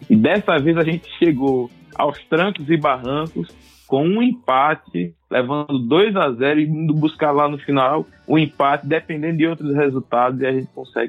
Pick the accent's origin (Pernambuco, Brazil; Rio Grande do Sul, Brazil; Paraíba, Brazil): Pernambuco, Brazil; Não, então, sendo pernambucano, a gente segura